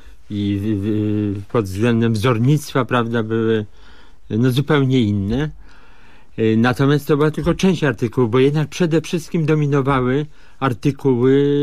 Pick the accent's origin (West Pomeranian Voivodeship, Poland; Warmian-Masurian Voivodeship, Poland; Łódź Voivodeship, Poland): Łódź Voivodeship, Poland; Tomaszów Mazowiecki; born there; Ja na przykład pamiętam, że się urodziłem w Tomaszowie Mazowieckim w tamtych czasach